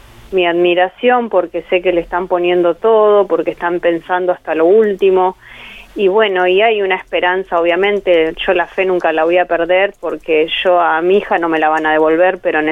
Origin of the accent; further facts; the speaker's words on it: Santa Rosa, La Pampa, Argentina; yo soy de Santa Rosa La Pampa